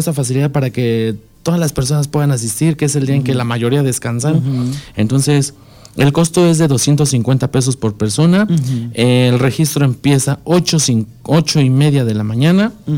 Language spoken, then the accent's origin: Spanish; Ayapango, State of Mexico, Mexico; Vengo de aquí del municipio de Ayapango, Estado de México.